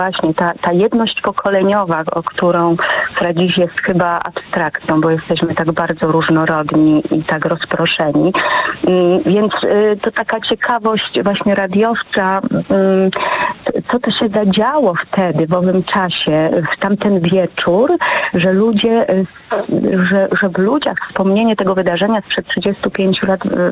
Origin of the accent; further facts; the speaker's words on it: Łódź, Łódź Voivodeship, Poland; now in Lublin, Poland; Nie byłam też lubelanką wtedy, bo przyjechałam do Lublina z Łodzi 20 lat temu